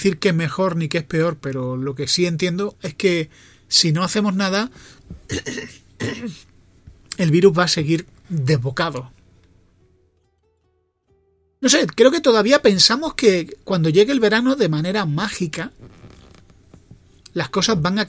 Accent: Spain; ¿cuántos millones somos de españoles? ¿Cuarenta y tantos?

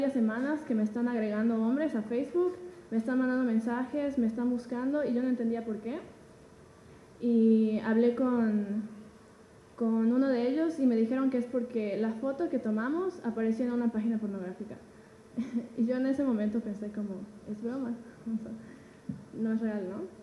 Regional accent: Yucatán, Mexico; soy fotógrafa y soy de Yucatán, por eso hablo raro.

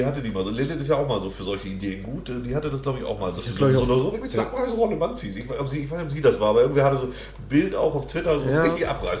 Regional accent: Hamburg, Germany; als Hamburger muss man die Seite auch lieben

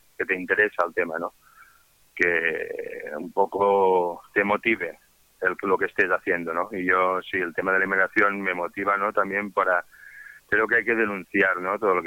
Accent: Vic, Catalonia, Spain; yo empecé con un trabajo en mi pueblo, en Vic

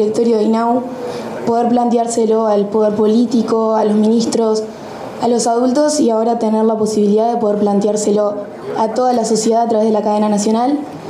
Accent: Florida, Uruguay; soy de Florida

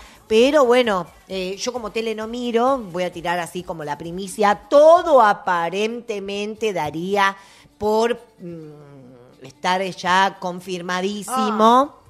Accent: Argentina; Porque viste como somos los argentinos.

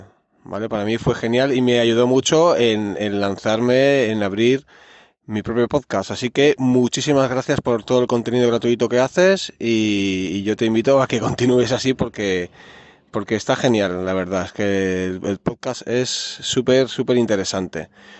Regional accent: Barcelona, Catalonia, Spain; soy de Barcelona, en Cataluña

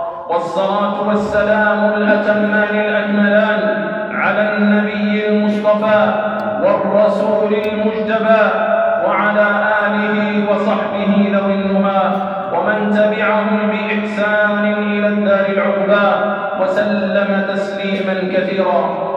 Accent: Algeria; لأجل أن تكون كلمة الله هي العليا في بلادنا الجزائر

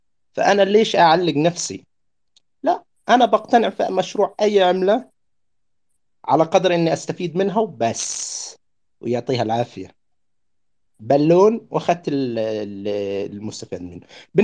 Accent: Gaza, Gaza Strip, Palestine; انا من غزة.

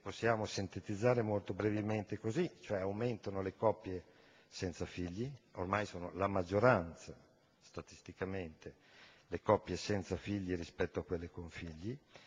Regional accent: Bologna, Emilia-Romagna, Italy; io vengo dalla città di Bologna

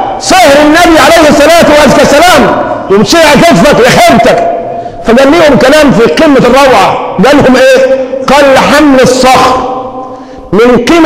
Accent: Egypt; ده حل كمصريين، ومن ثم بنجيب

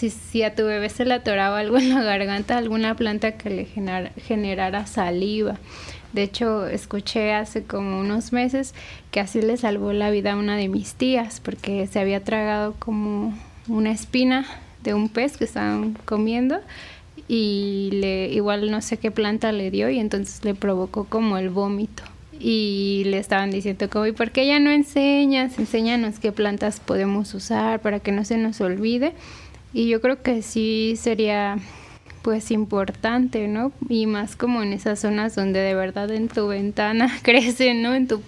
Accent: Mexico City, Mexico; Yo crecí en Coajimalpa, aquí en la Ciudad de México, es en la zona poniente, y pues siempre hace mucho frío allá, hay mucho bosque, hay mucha agua, montañas, ¿no? Lugares que son muy húmedos y fríos.

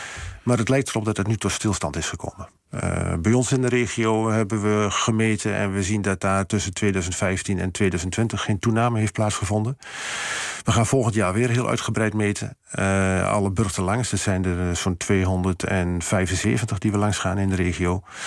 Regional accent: Overijssel, Netherlands; Kijk, ik ken heel veel mensen van hier die heel graag bij ons in Twente op vakantie komen. Nou, ik liever niet deze kant op, laat ik het zo zeggen.

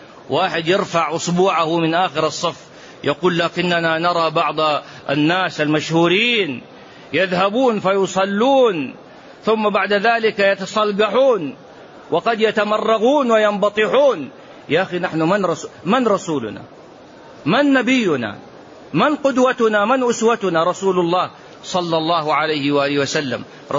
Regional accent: Mecca, Makkah Province, Saudi Arabia; born there; ومحدثكم من مواليد مكة،

